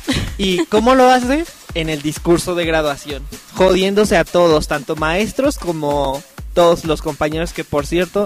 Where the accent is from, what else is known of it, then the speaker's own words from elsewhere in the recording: Mexico; Vinieron, porque yo soy de México.